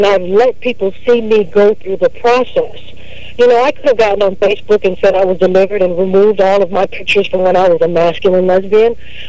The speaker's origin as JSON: {"language": "English", "town": "Houston", "region": "Texas", "country": "United States", "tie": "born or raised there", "also_born_or_lived": "Louisiana", "said": "I'm here in Houston, Texas. I was born and raised down here. Well, I was born in Louisiana, raised in Houston, grew up in the church"}